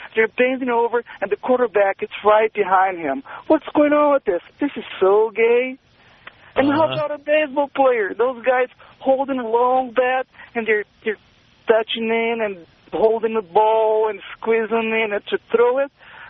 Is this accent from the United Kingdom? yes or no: no; Brazil; now in United States; Well, I'm from Brazil, and, of course, I'm soccer. You know, I love soccer. I grew up playing soccer. I still play soccer. And I've been living here in the States for 6 years already.